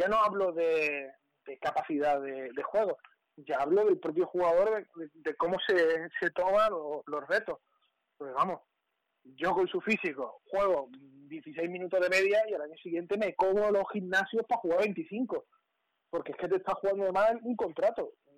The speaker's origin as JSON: {"language": "Spanish", "town": "Málaga", "region": "Andalusia", "country": "Spain", "said": "los dos que somos de Málaga"}